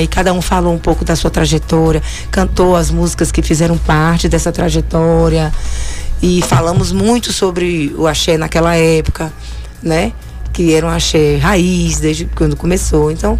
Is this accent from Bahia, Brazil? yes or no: yes; Bahia, Brazil; tive um pouquinho porque sou baiana